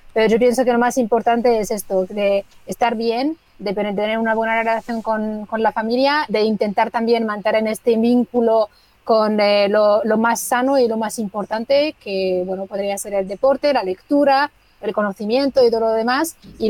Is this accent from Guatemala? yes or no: no; Morocco; Spanish is a second language; estamos, desde luego, en Marruecos, en mi país